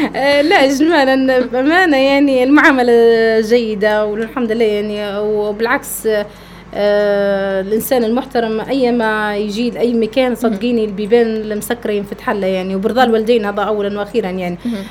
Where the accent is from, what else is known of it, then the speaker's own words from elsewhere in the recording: Benghazi, Libya; انا راهو بنت بنغازي باش نكون معك على بينه، وبنت ليبيا، وعمري ما ننكر اصلي، وانا اصلا من اسره بسيطه